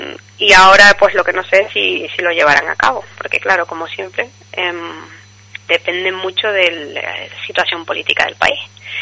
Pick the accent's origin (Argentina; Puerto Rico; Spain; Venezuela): Spain; Canary Islands; Yo soy de Tenerife.